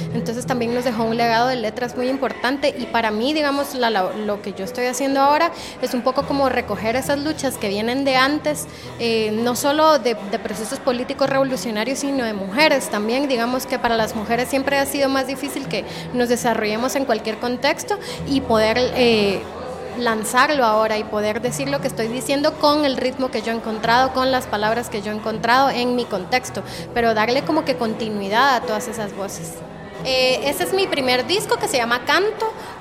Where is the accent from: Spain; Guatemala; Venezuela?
Guatemala; born there; yo soy hija de la guerra. Digamos, yo nací en Guatemala en los 80s y eso determina definitivamente cuál es mi identidad.